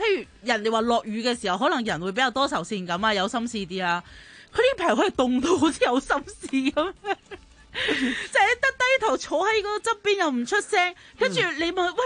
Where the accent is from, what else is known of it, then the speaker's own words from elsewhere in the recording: Hong Kong; 我们香港人很信这件事的嘛